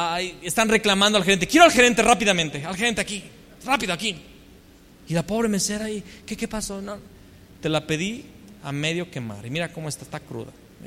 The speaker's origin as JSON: {"language": "Spanish", "town": "León", "region": "Guanajuato", "country": "Mexico", "said": "Pero bueno, yo soy de León. Y siempre que llegué, miren, me di cuenta que cada vez que llegaba a otra ciudad o a otro país, decía, no, es que León es la quinta ciudad"}